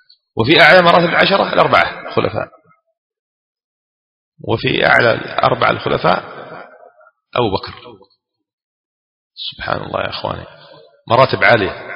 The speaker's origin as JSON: {"language": "Arabic", "region": "Aden", "country": "Yemen", "said": "كما يقولون عندنا في عدن"}